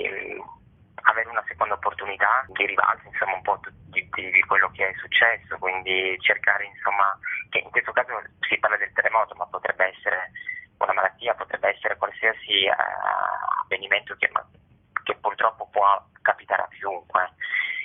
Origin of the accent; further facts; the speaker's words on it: Turin, Piedmont, Italy; io sono di Torino, quindi non ho vissuto il terremoto